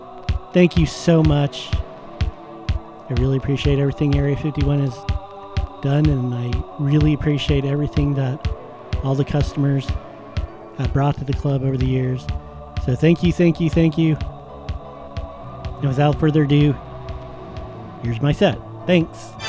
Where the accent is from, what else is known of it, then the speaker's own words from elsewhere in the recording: Salt Lake City, Utah, United States; A few weeks ago, we went back to my hometown of Salt Lake City, Utah.